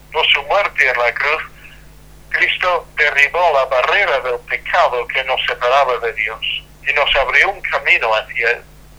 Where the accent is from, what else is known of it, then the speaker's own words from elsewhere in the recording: England, United Kingdom; Spanish is a second language; now in Salamanca, Spain; soy inglés, aunque vivo en Salamanca